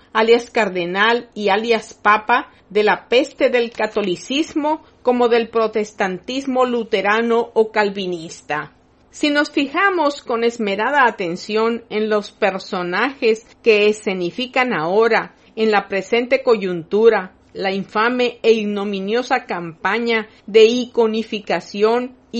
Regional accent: Dominican Republic; de quienes somos dominicanos

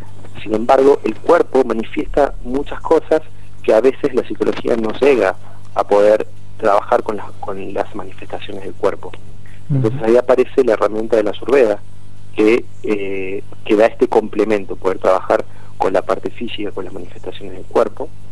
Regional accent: Córdoba, Argentina; De Córdoba, de la Sierra.

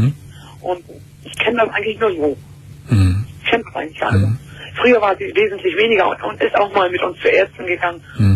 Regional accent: North Germany, Germany; Ja, ich komme aus dem Norden, ja.

